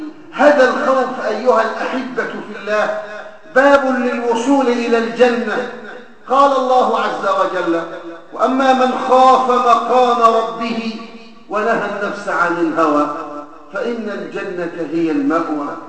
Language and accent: Arabic; Egypt; ما وقع في بلادنا مصر على مر السنوات الماضية